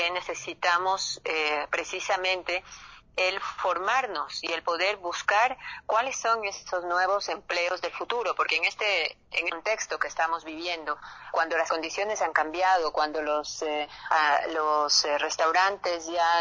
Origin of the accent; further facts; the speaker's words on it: Ecuador; las necesidades que tenemos nosotros como ecuatorianos.